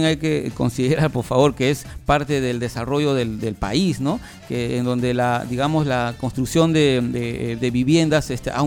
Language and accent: Spanish; Callao, Peru; yo también soy ciudadano chalaco.